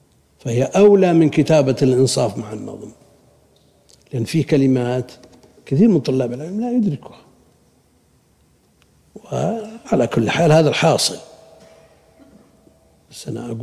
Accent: Buraydah, Al-Qassim, Saudi Arabia; الشيخ عندنا ببريدة ينسخ الكتب

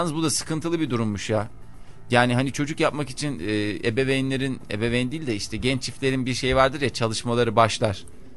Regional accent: İzmir, Turkey; also born or lived in Ankara

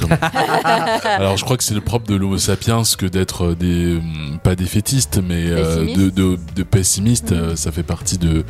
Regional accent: Gabon; moi, mon pays d'origine, c'est le Gabon, c'est à l'équateur

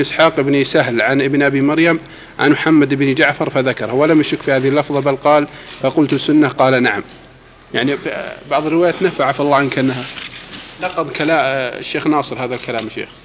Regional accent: Egypt

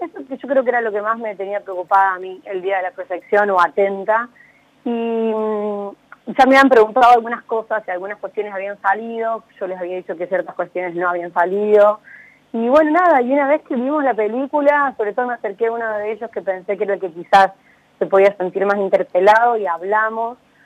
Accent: Córdoba, Argentina; now in Buenos Aires, Argentina; soy de Córdoba, pero claro. Estoy viviendo en Buenos Aires.

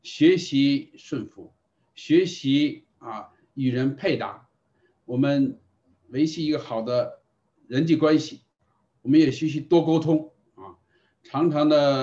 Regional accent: China; 所以我们中国人特点就是单打独斗啊

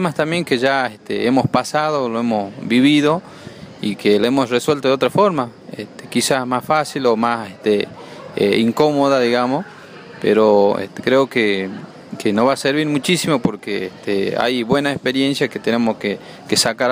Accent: Morillo, Salta, Argentina; soy de Morillo, que es un departamento en la cual nos divide en dos porque está el río Bermejo, pero en este caso nosotros estamos en Rivadavia, Banda Norte, y sería en la Ruta 81.

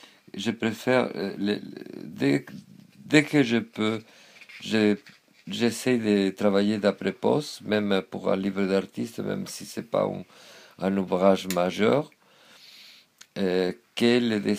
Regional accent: Spain; c'était ma propre gitanité en tant qu'espagnol, ma propre judaïté en tant qu'espagnol.

